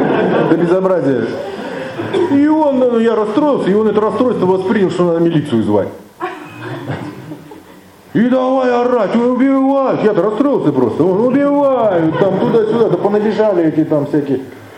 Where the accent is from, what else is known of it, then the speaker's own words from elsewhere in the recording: Russia; Я обычный человек. Я обычный россиянин.